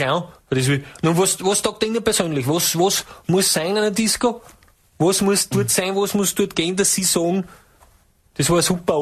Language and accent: German; Judenburg, Styria, Austria; Ich komme aus Judenburg.